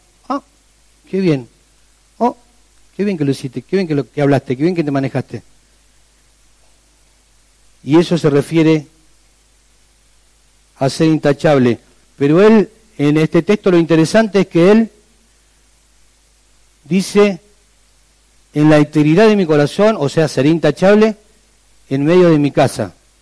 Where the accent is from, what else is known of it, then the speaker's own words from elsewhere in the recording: Argentina; decimos, no me voy a meter, soy argentino. Esa es la frase nuestra.